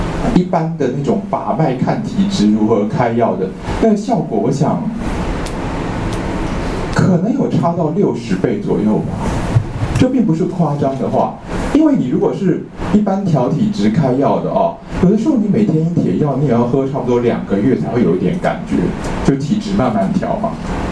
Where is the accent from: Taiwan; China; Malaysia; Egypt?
China; 我们中国人半夏都习惯去经过泡制